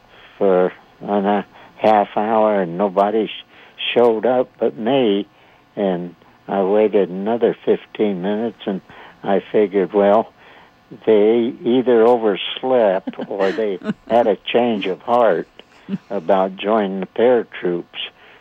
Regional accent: St. Joseph, Missouri, United States; also born or lived in Buchanan County, United States; And I grew up in Buchanan County, Missouri, and later on, 5 or 6 years old, my family moved to St. Joseph, Missouri, where I grew up as a young man.

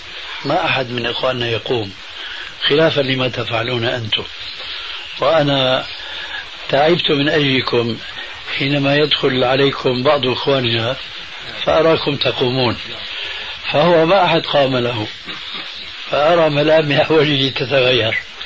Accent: Damascus, Damascus Governorate, Syria; وأنا قرأت رسالة عندنا في دمشق الشام

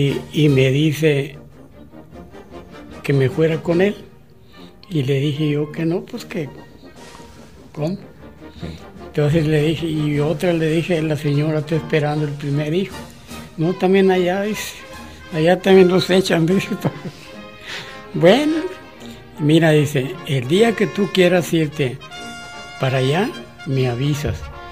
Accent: Lluvia de Oro, Chihuahua, Mexico; born there; Yo nací en Lluvia de Oro, Chihuahua.

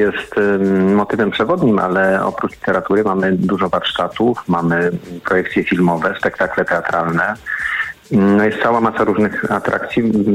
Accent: Szczebrzeszyn, Lublin Voivodeship, Poland; born there; urodziliśmy się w Szczebrzeszynie i to jest trochę tak, że spłacamy swój dług temu miastu.

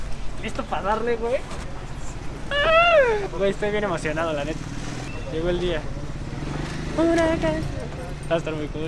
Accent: Mexico; como artista mexicano, yo estoy bien orgulloso de mis tierras, de mi gente y de donde vivo.

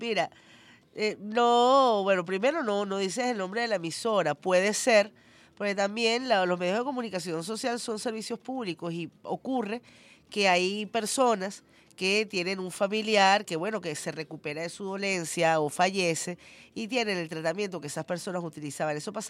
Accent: Venezuela; Porque así somos los venezolanos de generosos.

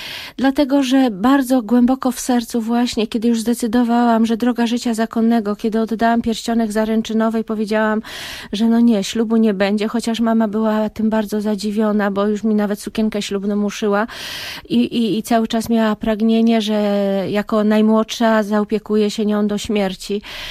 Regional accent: Skrzynka, West Pomeranian Voivodeship, Poland; moja miejscowość rodzinna to jest Skrzynka w województwie zachodniopomorskim, tak się ta miejscowość nazywa, zawsze żartobliwie mówię, że ja jestem ze Skrzynki.

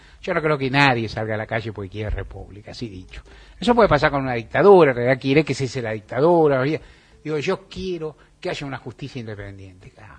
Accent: Argentina; todos somos argentinos

